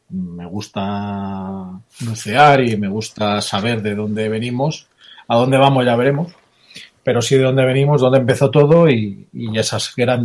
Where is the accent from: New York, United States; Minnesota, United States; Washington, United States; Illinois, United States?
Washington, United States; Seattle; yo soy de Seattle